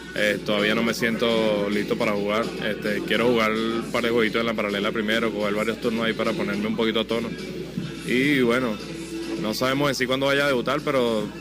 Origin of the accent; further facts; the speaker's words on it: Venezuela; now in United States; A mí me encanta jugar en mi país, ya que toda mi familia no puede ir a verme en Estados Unidos